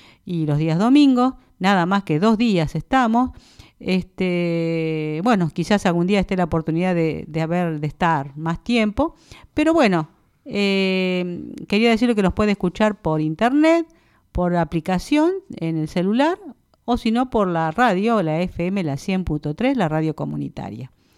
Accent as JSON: {"language": "Spanish", "town": "Lobos", "region": "Buenos Aires Province", "country": "Argentina", "said": "lo puedo decir yo, que vine de una escuela pública, vine de un pueblo de Lobos"}